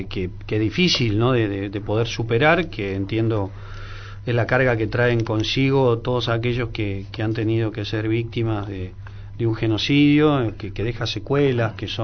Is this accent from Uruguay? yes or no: no; Valentina Alsina, Buenos Aires Province, Argentina; mi madre me parió en Capital, sí, en un sanatorio de 11, pero sí, me crié durante 20 años de mi vida en Valentina Alsina, en Lanús, que está muy próximo al puente Alsina, ¿no?, a 10 cuadras de lo que sería la capital